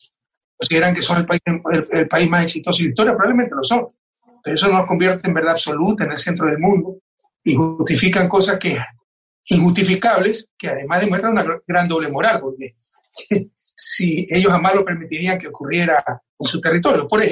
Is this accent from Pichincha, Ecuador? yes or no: no; Guayaquil, Guayas, Ecuador; soy ecuatoriano y soy guayaquileño. Y Guayaquil, mi ciudad natal, ha servido de ejemplo a nivel mundial de lo que no debió ocurrir